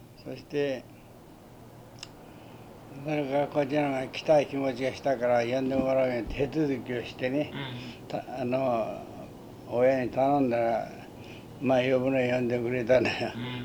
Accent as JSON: {"language": "Japanese", "town": "Chikujo", "region": "Fukuoka", "country": "Japan", "tie": "born or raised there", "said": "福岡県築城郡ですよ。いや、この、大分と、大分には幾分か接近していますがね、近いのは近いんだが。"}